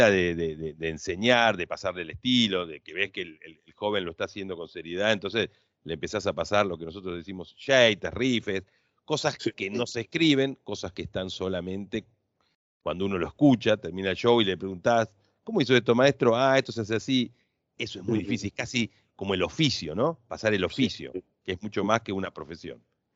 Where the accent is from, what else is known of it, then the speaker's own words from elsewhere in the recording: Viedma, Río Negro, Argentina; soy del sur de la Argentina, ¿sí?, de la ciudad de Viedma